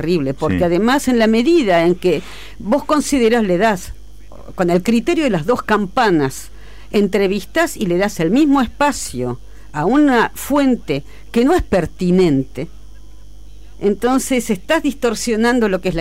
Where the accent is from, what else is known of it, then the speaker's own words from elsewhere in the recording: Buenos Aires, Argentina; born there; No, en Buenos Aires.